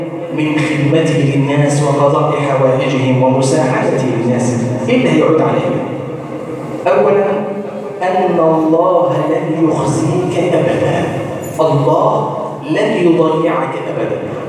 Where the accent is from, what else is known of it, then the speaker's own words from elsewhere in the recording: Egypt; اللهم ارزق بلادنا مصر الأمن والأمان